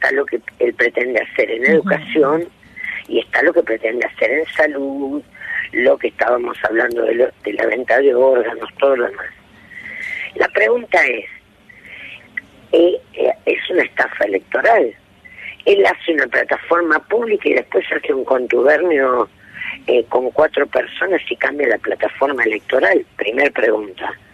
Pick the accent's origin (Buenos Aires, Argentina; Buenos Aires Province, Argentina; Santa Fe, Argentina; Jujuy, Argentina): Santa Fe, Argentina; Yo soy santafesina.